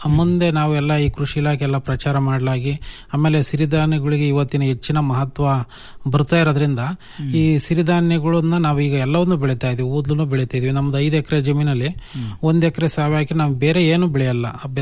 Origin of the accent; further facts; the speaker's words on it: Bhatrahalli, Karnataka, India; ನಮ್ದು ಮೂಲತಃ ಚಿಕ್ಕನಾಯಕನಹಳ್ಳಿ ತಾಲೂಕು ಭಟ್ರಹಳ್ಳಿ ಅಂತ ಹಳ್ಳಿ.